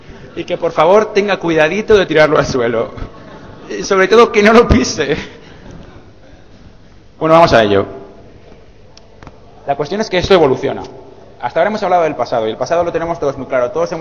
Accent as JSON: {"language": "Spanish", "town": "Zaragoza", "region": "Aragon", "country": "Spain", "said": "el Hack Club en Zaragoza, de donde vengo yo"}